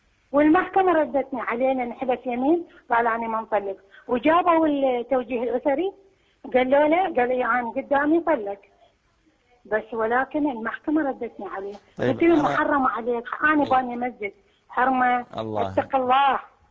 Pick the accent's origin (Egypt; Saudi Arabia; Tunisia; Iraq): Iraq; now in United Arab Emirates; شيخنا أنا زوجة عراقية زوجة مواطن